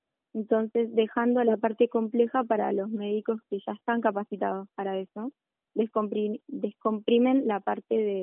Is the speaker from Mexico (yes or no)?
no; General Roca, Río Negro, Argentina; Sí, yo soy de Roca.